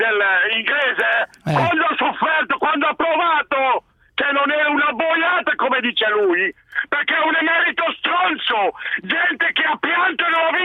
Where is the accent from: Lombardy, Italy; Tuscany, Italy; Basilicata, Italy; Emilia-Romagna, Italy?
Lombardy, Italy; Bergamo; Io sono bergamasco